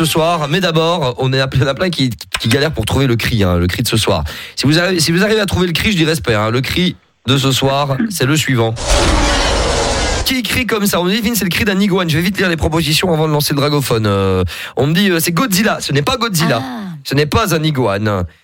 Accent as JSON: {"language": "French", "town": "Mons", "region": "Wallonia", "country": "Belgium", "said": "Bon, ben, on est de Mons aussi."}